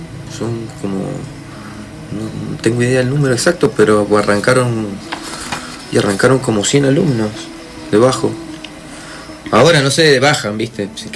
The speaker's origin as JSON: {"language": "Spanish", "town": "Maipú", "country": "Argentina", "said": "nos conocíamos del barrio, yo soy de Maipú"}